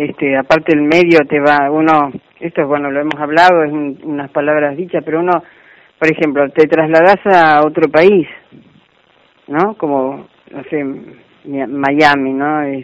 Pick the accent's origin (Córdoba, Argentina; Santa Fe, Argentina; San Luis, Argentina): Córdoba, Argentina; uno como argentina y yo cordobesa, que yo estoy acostumbrada a dar un beso, allá no, el sistema es distinto.